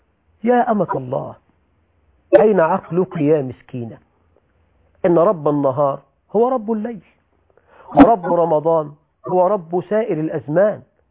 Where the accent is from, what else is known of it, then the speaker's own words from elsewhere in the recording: Egypt; عندنا في مصر بقى يقولك الخيمة الرمضانية